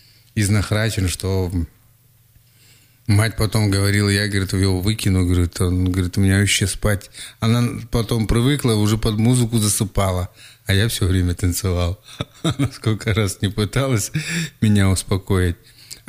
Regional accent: Krasnoyarsk Krai, Russia; Я сам родом с Ивенькии.

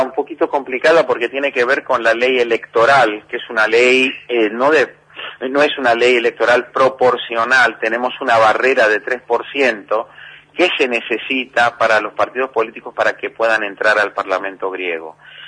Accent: Argentina; now in Greece; aquí el pueblo griego me, a veces me llama como un argentino, y en Grecia y en Argentina un griego. Tener dos patrias es un orgullo.

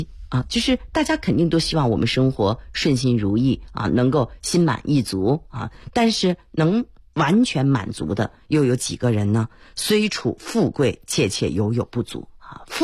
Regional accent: Beijing, China; 因为我北京人嘛啊，所以我一下火车我还是挺激动的

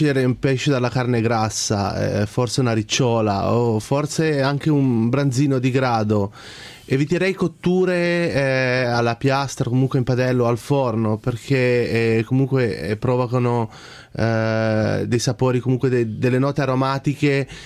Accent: Piedmont, Italy; contando che da buon piemontese non ci vedo molto il pesce con il tartufo

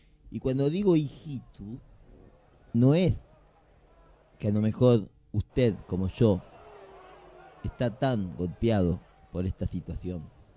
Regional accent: Argentina; Y nosotros, como argentinos, decidimos a las mujeres.

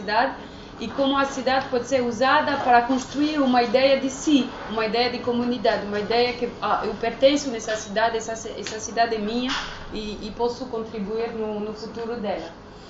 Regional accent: France; Eu fiz o doutoramento numa universidade francesa, sendo francesa

